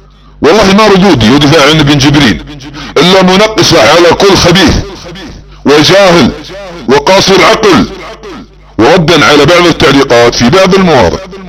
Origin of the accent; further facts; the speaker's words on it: Saudi Arabia; على سبيل المثال بعض الدعاة عندنا في السعودية